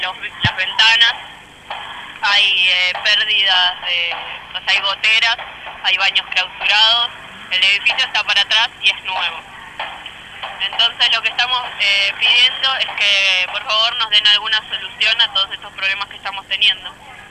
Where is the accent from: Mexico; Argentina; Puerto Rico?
Argentina; Buenos Aires; Los dos somos de Mataderos y los dos estamos teniendo problemas edilicios en nuestros colegios.